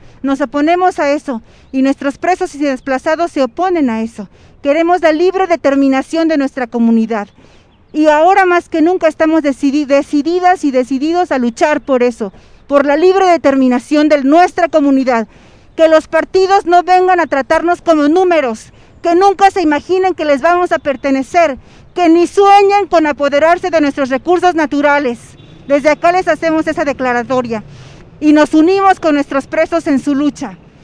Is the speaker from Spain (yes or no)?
no; Mexico; como sociedad mexicana estamos cansados